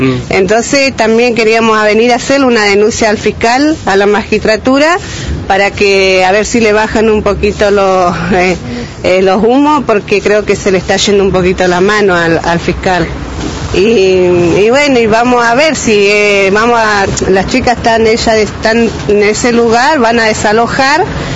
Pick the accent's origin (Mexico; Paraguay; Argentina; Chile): Argentina; Cinco Saltos, Río Negro; somos de Cinco Saltos, nosotros somos Agrupación Sin Techo